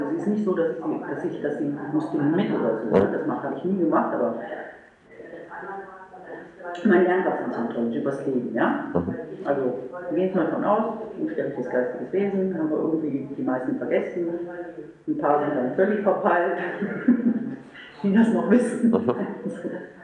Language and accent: German; Meerbusch, North Rhine-Westphalia, Germany; Weil ich komme aus Meerbusch, das ist nicht eine ganz kleine Ecke.